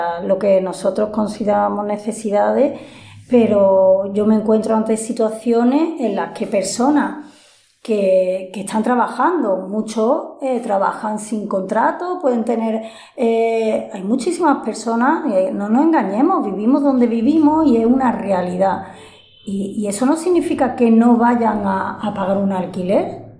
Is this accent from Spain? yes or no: yes; Spain; española, me genera mucha rabia, pero sobre todo me genera muchísima vergüenza.